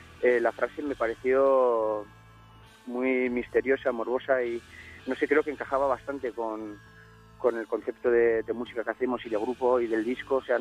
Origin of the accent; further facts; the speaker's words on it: Navarre, Spain; Somos de aquí, de Navarra